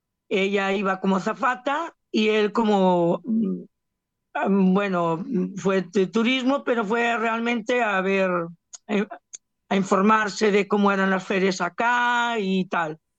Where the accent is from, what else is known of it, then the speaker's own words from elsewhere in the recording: Galicia, Spain; now in Barcelona, Spain; Yo realmente vivo en Barcelona, pero mi mente siempre está en Galicia, en mi tierra.